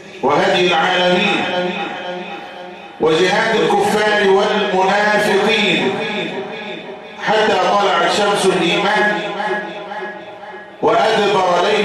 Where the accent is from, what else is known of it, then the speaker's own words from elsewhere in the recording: Egypt; وأن يصلح بلدنا مصر خاصة